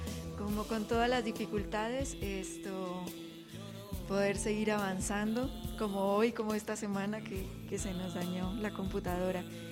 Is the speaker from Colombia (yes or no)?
yes; Zapatoca, Santander, Colombia; now in Mexico; hice parte de la fundación de una radio comunitaria en mi pueblo, en Colombia, que se llama Zapatoca